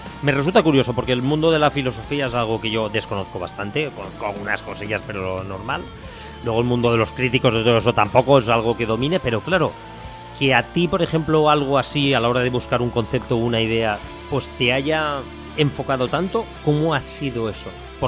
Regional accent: Valencian Community, Spain; Aunque yo soy valenciano

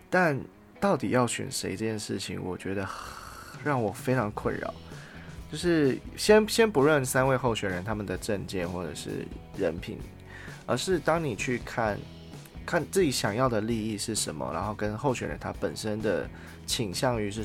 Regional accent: Taiwan; 虽然我们从小就是在台湾长大嘛

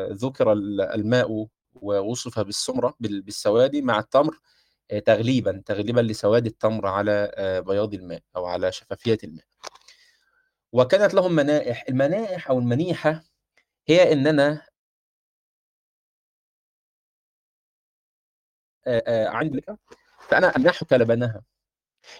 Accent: Egypt; على المطرحه عندنا في مصر كما يقولون

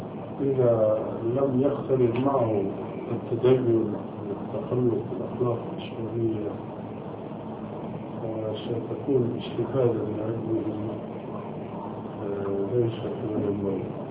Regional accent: Syria; now in Amman, Jordan; وسوري مثلي

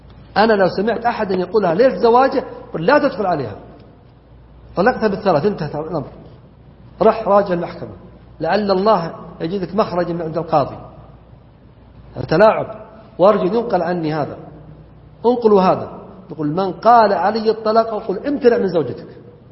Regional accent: Najd, Saudi Arabia; عندنا في نجد تقول المرأة أبونا جاء وتقصد يعني عيالها

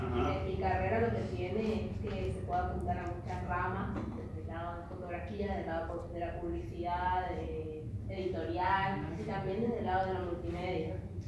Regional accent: Corrientes, Argentina; de Corrientes.

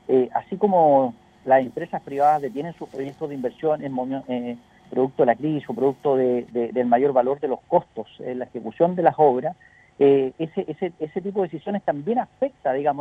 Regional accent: Chile; Como chilenos estamos llamados a un momento histórico

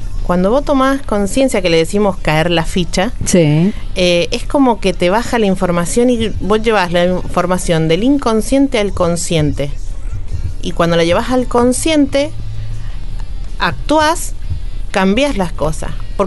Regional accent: San Juan, Argentina; estaría muy bueno que lo lleven a San Juan, porque yo soy de San Juan.

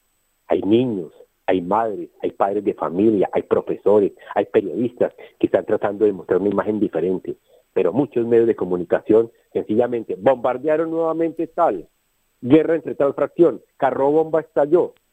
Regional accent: Colombia; Pero yo, como muchos colombianos, tenemos el valor civil, a pesar del dolor, de levantarnos y decir, basta ya y no me callo

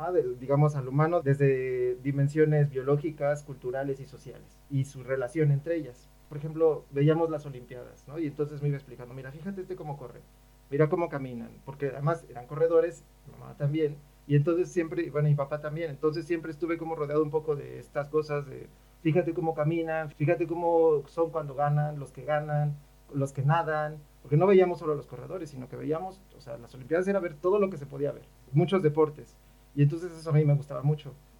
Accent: Mexico; yo soy antropólogo físico de México, de la Escuela Nacional de Antropología e Historia.

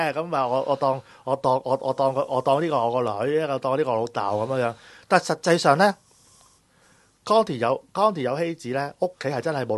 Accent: Hong Kong; 即係嗰間屋咧就好似而家我哋香港人買樓嗰啲咁樣嘅

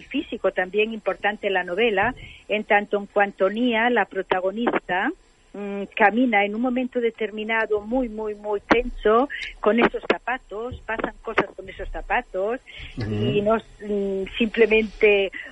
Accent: Castile and León, Spain; Pero la quería ambientar en el Bierzo, porque era como un homenaje a mi tierra

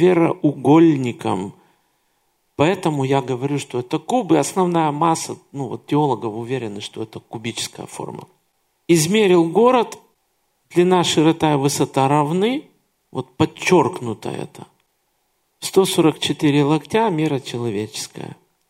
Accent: Kyiv, Ukraine; Но я родился и вырос в Киеве. И в Киеве очень много таких зданий.

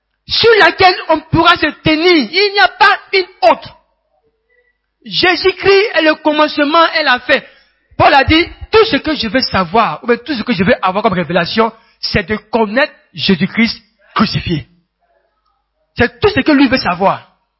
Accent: Gabon; Moi, je suis Gabonais.

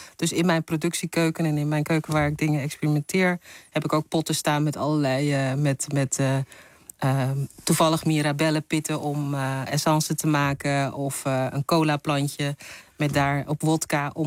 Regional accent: Netherlands; accent: Surinamese; dan komt mijn Surinaamse accent meer naar boven

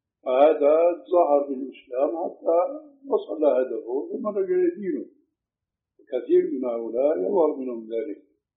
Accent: Syria; أشبه شيء فيما يبدو لي بالحلاقة الإنجليزية هذا تعرف عندنا في سوريا، في عندكم هيك شيء؟

